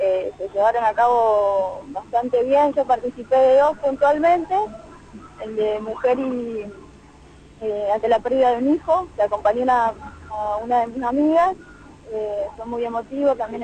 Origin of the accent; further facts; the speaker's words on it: Jujuy, Argentina; estamos ahora con los compañeros de Cobla Brecha en Buenos Aires, vinimos de Jujuy